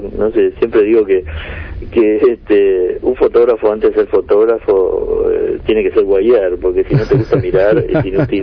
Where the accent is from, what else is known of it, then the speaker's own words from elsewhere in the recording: Buenos Aires, Argentina; a pesar de que yo soy porteño, me interesé especialmente por el interior